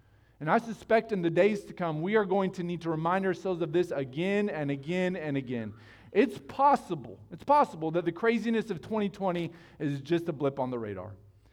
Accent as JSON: {"language": "English", "country": "United States", "said": "I'm an American. I'll be fine here in the Congo."}